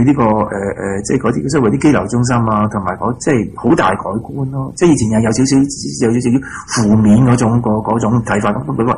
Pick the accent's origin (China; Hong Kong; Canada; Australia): Australia; 但系都系我哋澳洲人本地，我哋澳洲嘅损失嚟噶嘛，都系我哋付咗条债啊嘛